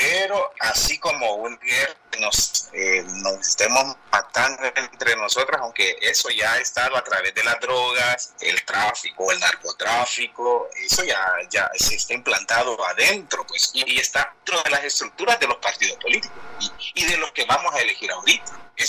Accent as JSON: {"language": "Spanish", "country": "Honduras", "said": "Pero para decir que el pueblo hondureño, nosotros como sociedad hondureña, pues yo le veo que somos una sociedad trabajadora y luchadora."}